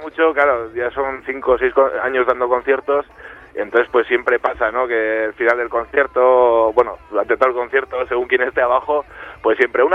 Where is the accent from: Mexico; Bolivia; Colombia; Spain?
Spain; Pamplona, Navarre; somos de Pamplona, de la capital, y de algún pueblillo de Alao alguno también